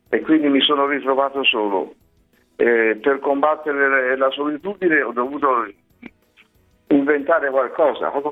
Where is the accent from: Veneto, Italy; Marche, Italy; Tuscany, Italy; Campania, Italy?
Tuscany, Italy; Florence; Io sono un fiorentino, quindi ho avuto la fortuna di lavorare a Firenze